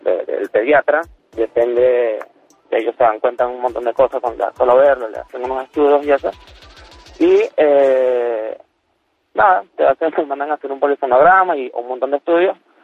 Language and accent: Spanish; Venezuela; now in Argentina; yo soy venezolano.